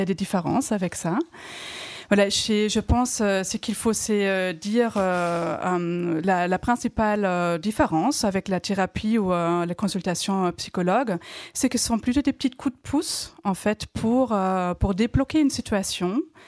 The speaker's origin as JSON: {"language": "French", "country": "Germany", "second_language": "French", "moved": "yes", "said": "les petits accents que j'ai, j'ai appris le français à l'âge adulte, hein, je suis allemande."}